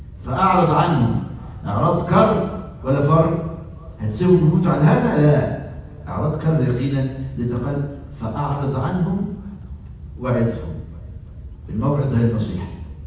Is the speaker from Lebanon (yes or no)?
no; Egypt; مذيعة عندنا في مصر